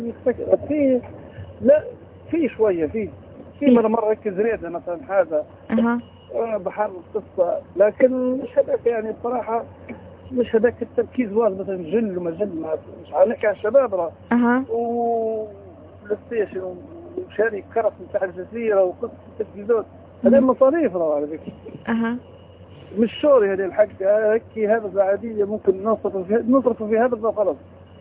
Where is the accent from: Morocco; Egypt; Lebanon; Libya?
Libya; Misrata, Misrata District; المهم قلت لك انا من مصراته